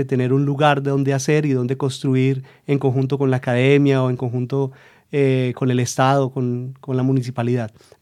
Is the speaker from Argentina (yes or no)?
no; Medellín, Antioquia, Colombia; vengo de Medellín.